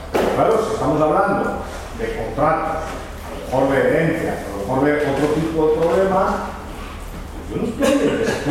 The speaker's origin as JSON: {"language": "Spanish", "country": "Spain", "tie": "born there", "said": "yo nací en España, ¿no?"}